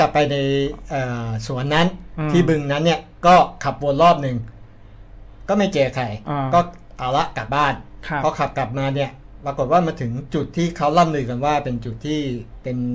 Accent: Khon Kaen, Thailand; ลุงเขาบอกบ้านอยู่ไหนพอบอกปุ๊บว่าอยู่อำเภอหนึ่งอำเภอหนึ่งในจังหวัดขอนแก่น

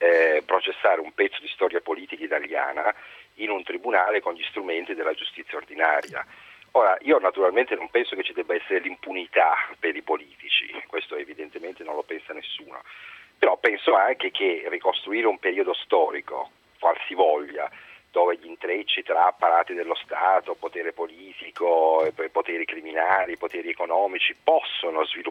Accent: Palermo, Sicily, Italy; mi devo travestire da palermitano, quali in realtà sono.

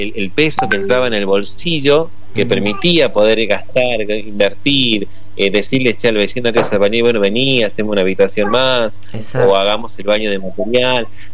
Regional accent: Argentina; y somos argentinos, nos organizamos para todo.

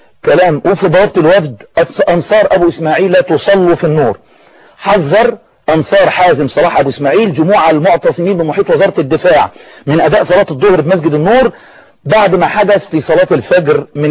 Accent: Egypt; يعني ما فيش ثقافة اعتصام سلمي عندنا في مصر،

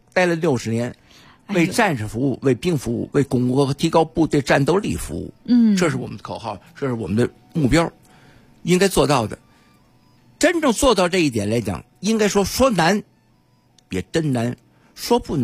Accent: Tianjin, China; born there; 怎么是生我的地方呢？我生在海边儿。

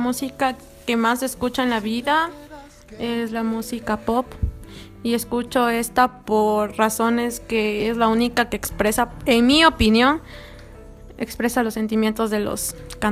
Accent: Ecuador; soy ecuatoriano y debería escuchar esa música

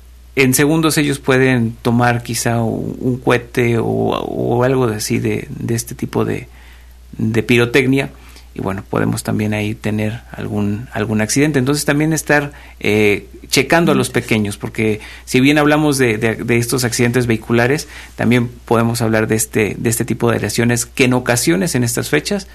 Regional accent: Mexico; Es un día donde festejamos como mexicanos el grito de independencia. Y al ser mexicanos sabemos que nos gusta la fiesta

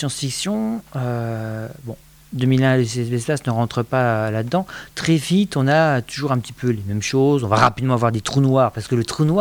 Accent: Grand Est, France; accent: Vosges; excuse-moi, j'ai mon accent vosgien qui ressort

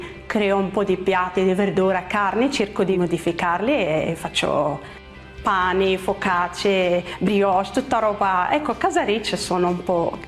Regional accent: Morocco; now in Bergamo, Italy; Vengo da Marocco, 47 anni, vivo a Bergamo, il mio secondo paese, il mio cuore.

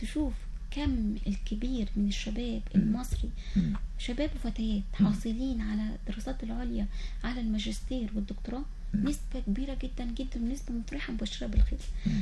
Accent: Egypt; إحنا كمصر كدول عربية كمصر لازم يكون عندنا رؤية

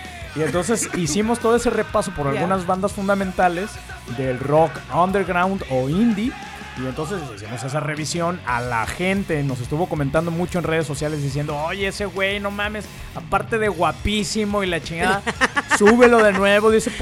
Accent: Guadalajara, Jalisco, Mexico; como yo soy de Guadalajara.

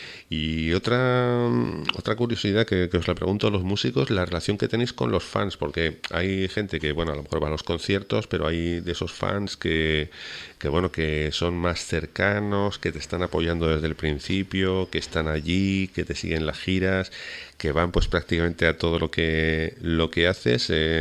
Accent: Huesca, Aragon, Spain; now in Canary Islands, Spain; Yo soy de Huesca concretamente, aunque vivo en Canarias

